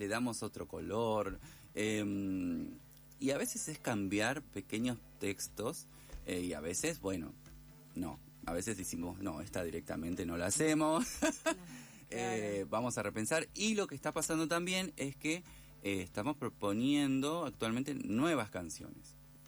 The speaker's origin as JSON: {"language": "Spanish", "town": "Esperanza", "region": "Santa Fe", "country": "Argentina", "tie": "born or raised there", "moved": "as an adult", "lives_now": "Buenos Aires, Argentina", "said": "Estando acá en Buenos Aires, yo soy esperancina santafesina. Imagínate que viví desde que nací hasta los 28 años allá. Y estoy acá hace un montón de años. No, tengo 39, así que estoy acá hace un poquito más de 10 años."}